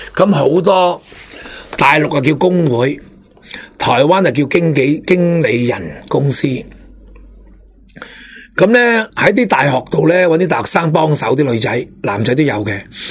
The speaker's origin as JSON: {"language": "Cantonese", "country": "Hong Kong", "said": "我哋香港人嘅核心价值从来都冇民主"}